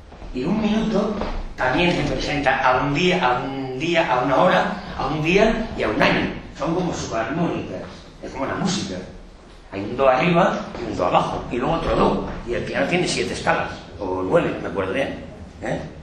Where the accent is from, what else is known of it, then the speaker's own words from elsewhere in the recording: Galicia, Spain; por lo menos en mi tierra, en Galicia lo venden en una farmacia